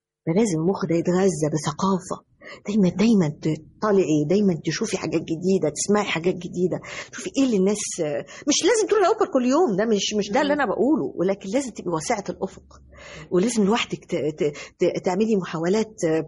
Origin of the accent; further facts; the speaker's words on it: Egypt; الحقيقة أنا يعني بأهدي هذا التكريم لمصر كلها، لأني أنا مصرية في النهاية، أنا المصرية.